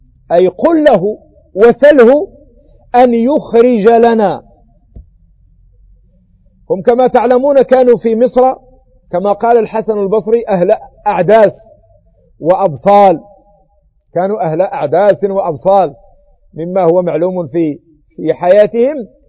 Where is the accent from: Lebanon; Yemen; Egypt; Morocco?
Morocco; ما يسمى عندنا بالمغرب بالبقولة